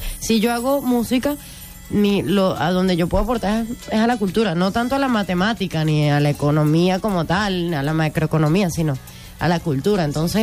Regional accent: Caracas, Capital District, Venezuela; yo soy caraqueñita, pues.

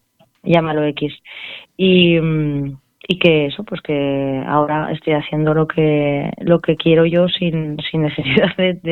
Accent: Alcorisa, Aragon, Spain; now in Alagón, Spain; Pues bueno, yo soy de Alcoriza, de Teruel, sí, pero ahora estoy en Alagón, en Zaragoza.

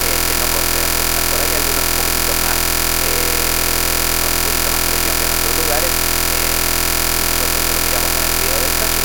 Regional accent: Buenos Aires, Argentina; aunque soy un bonaerense hecho y derecho, siempre he creído en un país federal

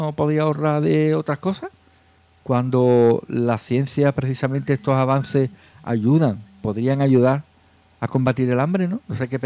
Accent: Andalusia, Spain; como somos andaluces, pues hablamos muy rápido y puede que no nos entiendan

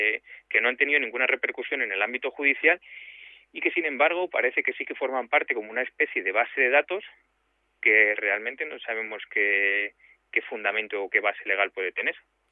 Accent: Vallecas, Community of Madrid, Spain; yo también soy de Vallecas

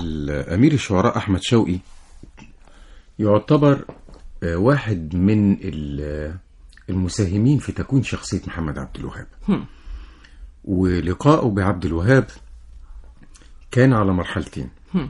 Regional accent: Giza, Giza Governorate, Egypt; اللي موجود في على النيل عندنا في الجيزة

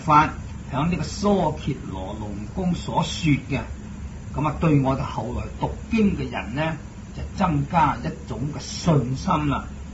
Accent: Guangdong, China; 不過我哋廣東人讀呢兩個字咧就係、是、比丘。

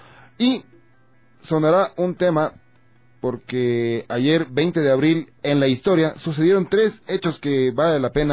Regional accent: Ecuador; lo único que podemos hacer todos y todas como ecuatorianos es estar unidos

